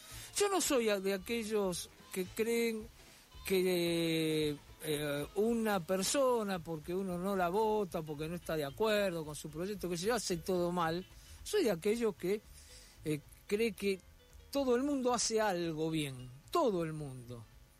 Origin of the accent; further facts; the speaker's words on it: Buenos Aires, Argentina; como porteño, a mí me hubiera gustado que hubiera hablado más de la Ciudad de Buenos Aires